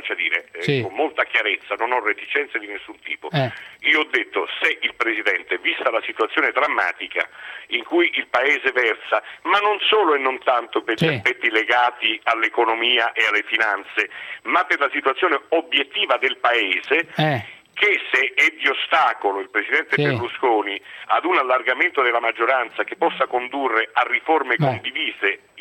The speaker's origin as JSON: {"language": "Italian", "region": "Calabria", "country": "Italy", "said": "in cui lamentavo il disastro compiuto nei confronti della mia terra, che è una terra devastata e soprattutto devastata dalla politica."}